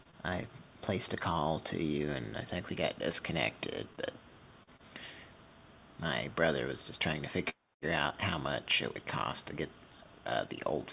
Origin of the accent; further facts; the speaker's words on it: Canada; I'm sorry, but I'm from Canada.